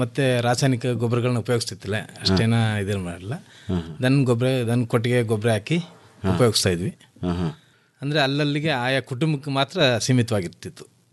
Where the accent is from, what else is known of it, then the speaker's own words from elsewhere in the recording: Magudalu, Karnataka, India; ನಮ್ಮೂರ್ನ ಮಾಗುಡಲು ಗ್ರಾಮ ಮತ್ತು ನಿಲ್ವಾಗಲು ನೇರಳೆ ಇಂಥ ಗ್ರಾಮಗಳನ್ನ ನಮ್ಮೂರಿಗೆ ಬಂದವರು ದತ್ತು ತಗೊಂಡು